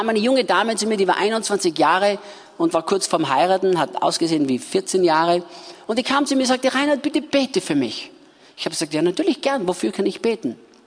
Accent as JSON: {"language": "German", "country": "Austria", "said": "Bei uns in Österreich sagt man das so."}